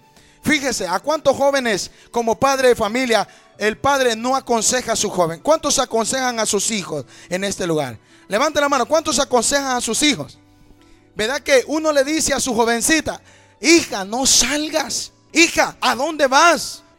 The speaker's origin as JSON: {"language": "Spanish", "country": "Honduras", "moved": "yes", "lives_now": "United States", "said": "me arranqué como buen catracho, como buen hondureño, con una decisión en mi mente, buscando un mejor futuro"}